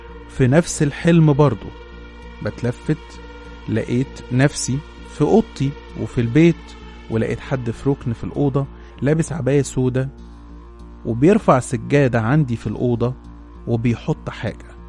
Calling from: Alexandria, Alexandria Governorate, Egypt; من سكان اسكندرية.

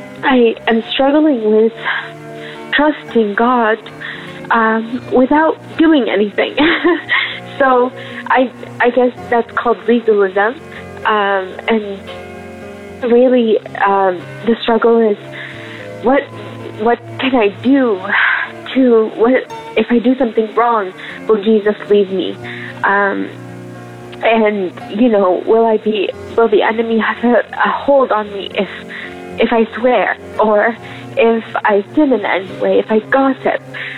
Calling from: Canada; I'm calling from Canada.

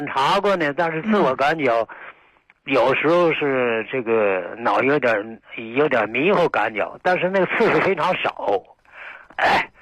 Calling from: Anshan, Liaoning, China; 我是鞍山的。

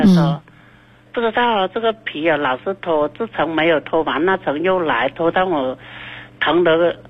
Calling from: Nanning, Guangxi, China; 嗯，我是广西南宁的。

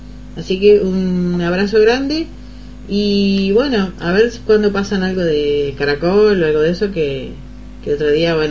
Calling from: Montevideo, Uruguay; soy del barrio de Punta Carretas.

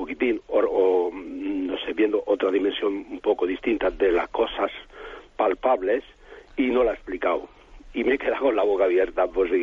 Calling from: Isla Plana, Region of Murcia, Spain; llamo de Isla Plana, puerto de Mazarrón, Murcia

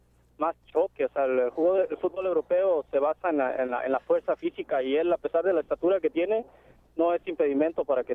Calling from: Tacoma, Washington, United States; Ahorita vengo saliendo de mi trabajo en Tacoma.

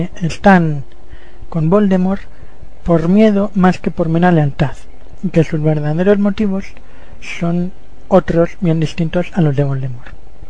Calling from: Matalpino, Community of Madrid, Spain; de Matalpino Madre.

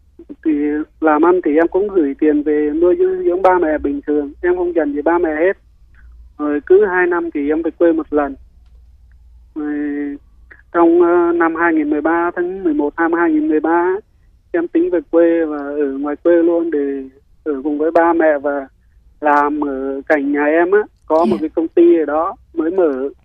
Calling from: Long An, Vietnam; Dạ, em đang gọi đến từ Long An đấy chị.

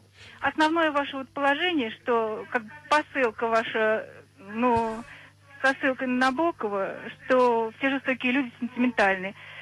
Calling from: Voronezh, Voronezh Oblast, Russia; из Воронежа.

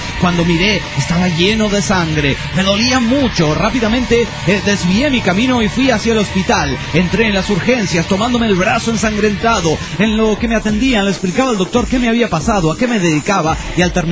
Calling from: Tijuana, Baja California, Mexico; de Tijuana, México.

